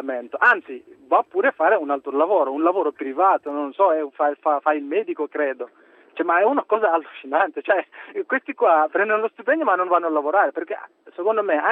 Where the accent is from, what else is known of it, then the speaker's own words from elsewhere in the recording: Senegal; Italian is a second language; now in Italy; chiedo scusa perché il mio italiano è pessimo, sono del Senegal.